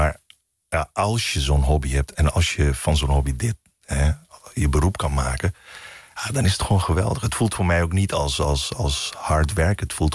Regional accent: Curaçao; now in Netherlands; Want ik kom uit Curaçao, ben met Amerikaanse media opgegroeid.

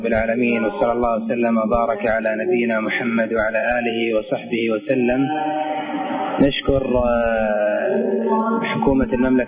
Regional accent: Bahrain; احنا عندنا في البحرين ترشيح المسابقات الدولية يكون فيها اختبار

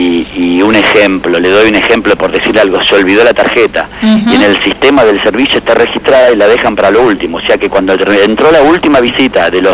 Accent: Capilla del Señor, Buenos Aires Province, Argentina; De Capilla del Señor.

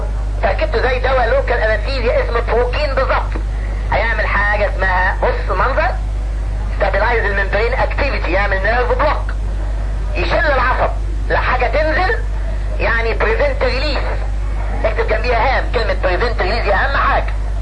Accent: Egypt; احنا عندنا في مصر ريزلبين والفا ميثايل دوب بيستخدم في الاجزخانات

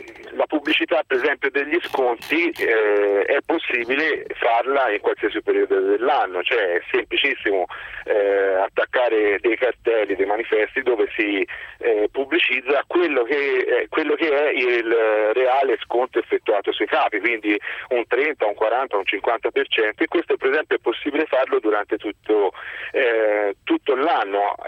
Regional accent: Massa Marittima, Tuscany, Italy; non sono da Grosseto ma da Massa Marittima.

